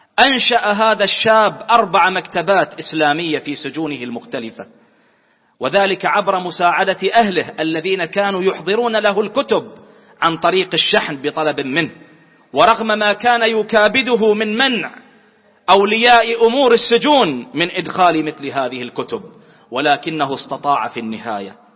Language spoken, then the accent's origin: Arabic; Bahrain; اللهم احفظ بلدنا البحرين